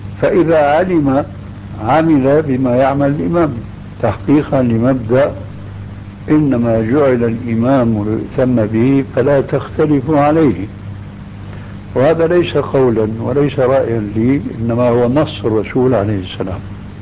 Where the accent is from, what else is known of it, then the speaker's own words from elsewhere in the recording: Syria; كما يقول عندنا في الشام